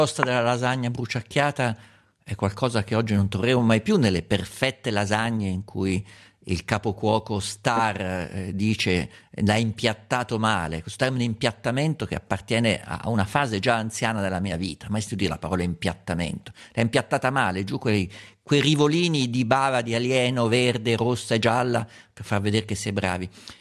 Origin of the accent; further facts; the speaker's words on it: Umbria, Italy; volli tornare dalle mie parti arcaiche sotto Pasqua e mi avventurai su per la salita che da Spello va verso il culmine del Subasio e scende verso Assisi.